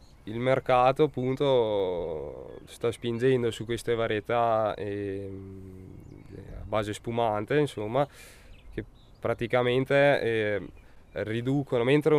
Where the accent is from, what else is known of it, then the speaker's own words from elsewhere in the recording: Volano, Trentino-Alto Adige, Italy; sono di Volano, insomma, 22